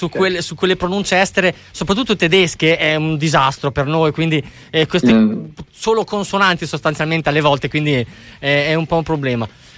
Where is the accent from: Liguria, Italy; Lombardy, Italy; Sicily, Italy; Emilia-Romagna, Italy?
Emilia-Romagna, Italy; Bologna; Ok, sai che, scusa, io sono di Bologna